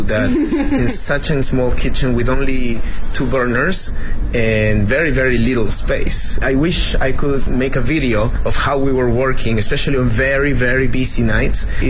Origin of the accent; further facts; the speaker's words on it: Lima, Peru; I'm from Lima, Peru, and I'm currently doing a couple of things.